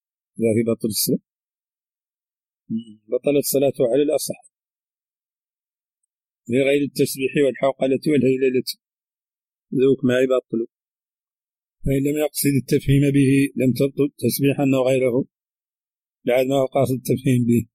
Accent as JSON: {"language": "Arabic", "country": "Mauritania", "accent": "Hassaniya", "said": "هذه ترجمة كلمات من لهجتنا الحسانية وردت في هذا الشريط"}